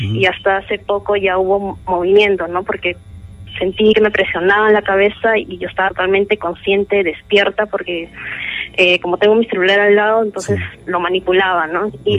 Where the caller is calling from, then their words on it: Ate, Lima, Peru; Hola. De Ate.